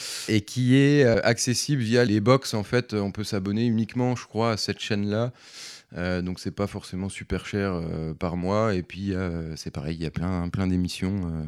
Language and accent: French; Grand Est, France; Ils sont venus tourner un petit peu chez nous en Meurthe-et-Moselle.